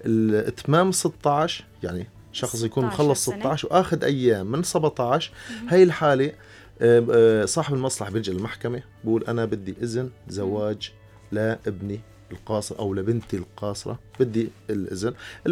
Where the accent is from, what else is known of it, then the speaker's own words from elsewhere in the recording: Syria; مثل ما عندنا في سوريا بالمحكمة ممكن شخص يوكل محامي